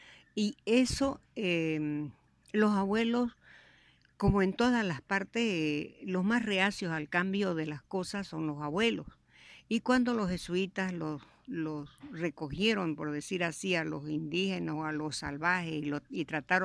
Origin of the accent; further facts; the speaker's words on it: Santiago de Chiquitos, Santa Cruz, Bolivia; born there; nací en Santiago de Chiquitos, un pueblo fundado por los padres jesuitas en el año 1754.